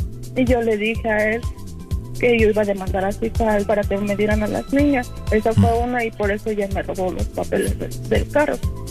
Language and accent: Spanish; Toluca, State of Mexico, Mexico; No, yo soy de Toluca.